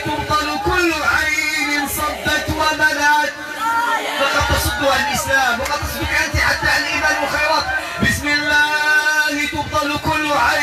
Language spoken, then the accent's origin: Arabic; Morocco; راه حنا مغربي